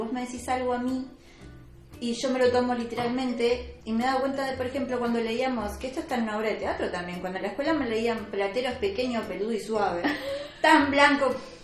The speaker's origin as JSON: {"language": "Spanish", "country": "Uruguay", "said": "cercano lo tenemos todos como, correcto, uruguayos."}